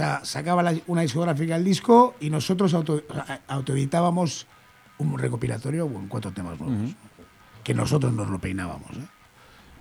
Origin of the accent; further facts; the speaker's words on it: Bilbao, Basque Country, Spain; nosotros somos de Bilbo y pues, los que tienen nuestra edad siendo de Bilbo han tenido que currárselo mucho.